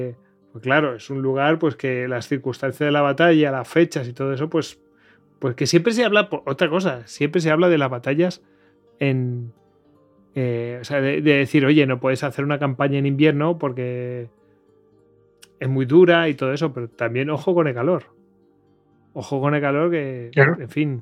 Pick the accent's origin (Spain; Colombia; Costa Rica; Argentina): Spain; somos humanos y somos españoles que criticamos todo